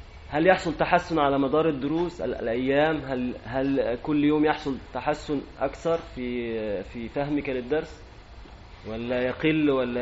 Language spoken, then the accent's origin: Arabic; Egypt; أنا مصري مسلم مثلك،